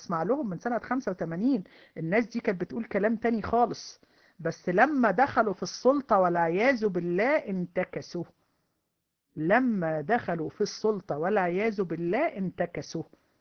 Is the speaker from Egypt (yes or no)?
yes; Egypt; اللي هو عندنا في مصر بيقول لعنة الدين